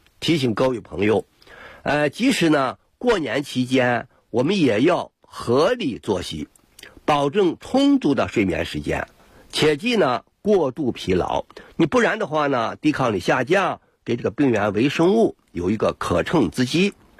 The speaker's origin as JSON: {"language": "Chinese", "country": "China", "said": "我们中国人"}